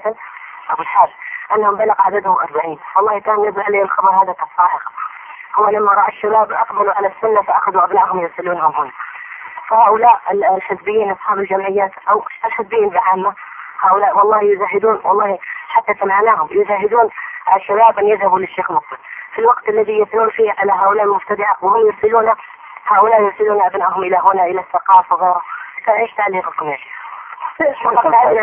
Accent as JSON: {"language": "Arabic", "region": "Hadhramaut", "country": "Yemen", "said": "عندنا في حضرموت في كل بلية"}